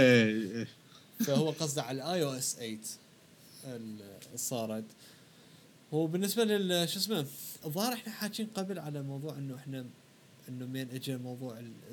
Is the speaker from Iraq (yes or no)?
yes; Iraq; ممكن بالنسبة كعراقيين بالذات إنه نحن عراقيين